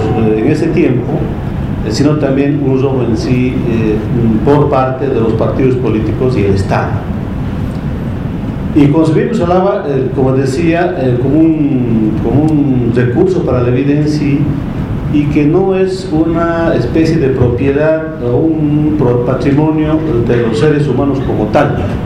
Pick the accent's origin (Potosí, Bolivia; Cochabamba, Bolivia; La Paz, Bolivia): Cochabamba, Bolivia; Yo quiero iniciar diciendo que vengo de Cochabamba